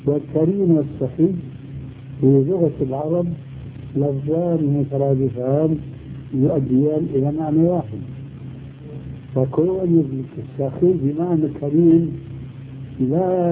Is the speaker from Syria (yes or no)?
yes; Syria; وكلها لا تجوز عندنا في سوريا